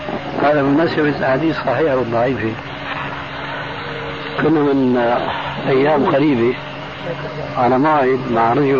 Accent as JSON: {"language": "Arabic", "town": "Damascus", "region": "Damascus Governorate", "country": "Syria", "said": "قال لي ناس عندنا في دمشق يعمل حلقة"}